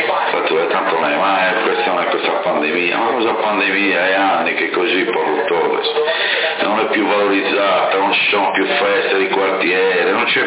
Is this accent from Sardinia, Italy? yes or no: yes; Porto Torres, Sardinia, Italy; now in Sassari, Italy; da cittadino portotorrese, perché io sono sempre un cittadino portotorrese, anche se abito a Sassari, sono nato e vissuto a Portotorrese